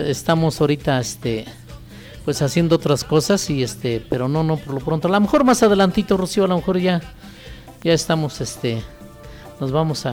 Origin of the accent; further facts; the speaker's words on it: Panoaya, Mexico; born there; yo soy originario de Panoaya, ahí nací, pero estoy radicando en un lugar que se llama Pueblo Nuevo, a un lado de San Rafael.